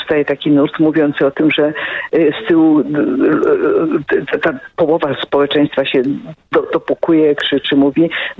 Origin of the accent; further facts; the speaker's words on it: Kraków, Lesser Poland, Poland; Ja z Krakowa.